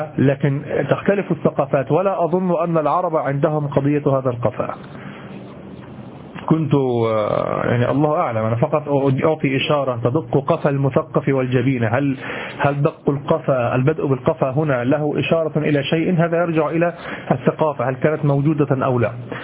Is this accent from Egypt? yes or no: yes; Egypt; وهذه عندنا في مصر قاتلة، أن تضرب أحدا على قفاه هذا ثأر